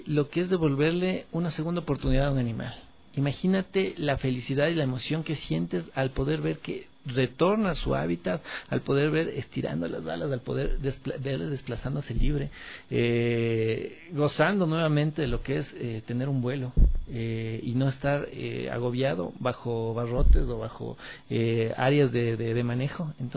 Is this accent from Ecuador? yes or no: yes; Ecuador; Yo lo que les pido es que como ecuatorianos seamos conscientes